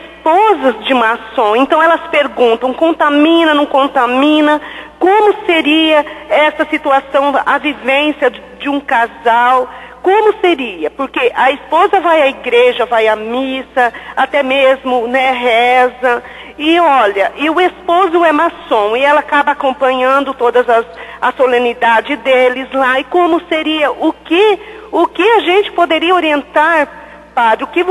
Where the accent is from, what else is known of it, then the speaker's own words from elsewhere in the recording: Maringá, Paraná, Brazil; Sou aqui de Maringá